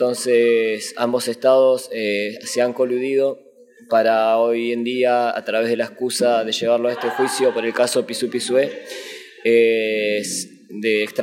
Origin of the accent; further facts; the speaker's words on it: Argentina; vengo del territorio del Puel Mapu, lo que hoy se conoce como Argentina.